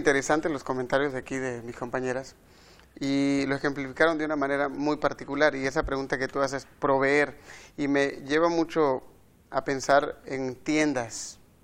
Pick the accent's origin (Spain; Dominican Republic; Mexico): Mexico; Tabasco; soy originario de Tabasco y estoy este día para compartir la lección.